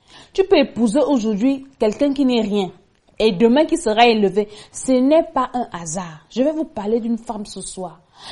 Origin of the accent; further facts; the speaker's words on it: Cameroon; Peut-être comme chez nous au Cameroun.